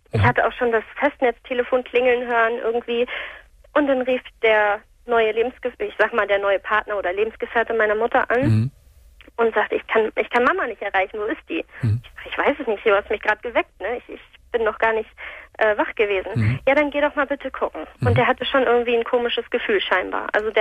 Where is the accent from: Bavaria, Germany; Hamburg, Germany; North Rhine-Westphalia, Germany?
Hamburg, Germany; wir kommen hier aus Hamburg.